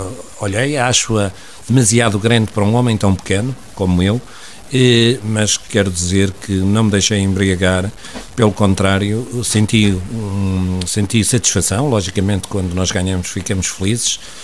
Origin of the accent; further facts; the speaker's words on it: Portugal; now in Oliveira, Portugal; acabei na minha terra, penso que por volta das 2:30 da manhã, no Erdal, eu vivo hoje em Oliveira